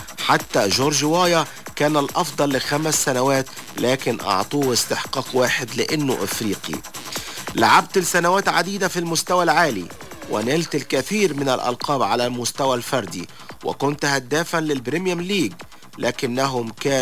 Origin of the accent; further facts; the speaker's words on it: Egypt; وكنا كمصريين وعرب كنا نتوقع